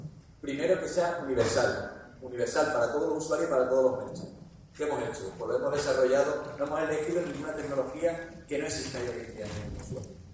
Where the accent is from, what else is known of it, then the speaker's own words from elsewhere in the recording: Málaga, Andalusia, Spain; soy el único malagueño que está aquí subido, ¿de acuerdo? Y somos malagueños